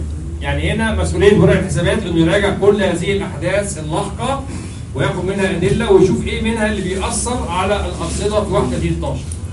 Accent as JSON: {"language": "Arabic", "country": "Egypt", "said": "طبعا الكلام ده عندنا في مصر كل شيء واجب"}